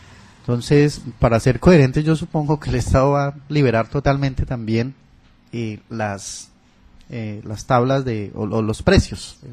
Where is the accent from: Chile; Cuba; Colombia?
Colombia; Pero eso es el Estado norteamericano. Nosotros somos el Estado suramericano Colombia.